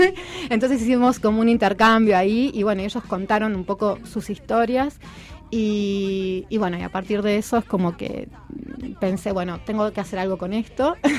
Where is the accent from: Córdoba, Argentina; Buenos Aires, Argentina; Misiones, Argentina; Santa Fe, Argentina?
Buenos Aires, Argentina; also born or lived in France; mis viejos son argentinos, o sea, vivieron 14 años en Francia. Bueno, después cuando volví cuando tenía 6 años a Buenos Aires, viví casi toda mi vida en Buenos Aires. Ahora hace casi 10 años que ya vivo acá